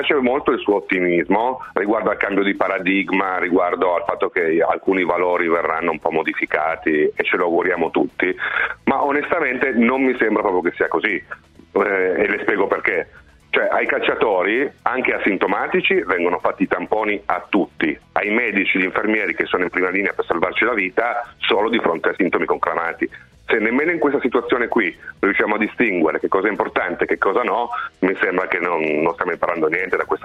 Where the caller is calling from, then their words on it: Turin, Piedmont, Italy; Sono da Torino